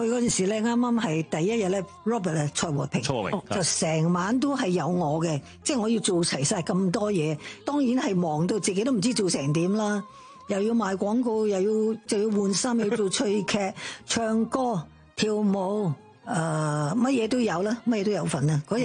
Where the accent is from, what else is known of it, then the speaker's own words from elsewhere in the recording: Shanghai, China; Cantonese is a second language; 嗰阵时个广东话都唔系特别好啦，因为我上海人啦，咁就一路练啦，一路学咯。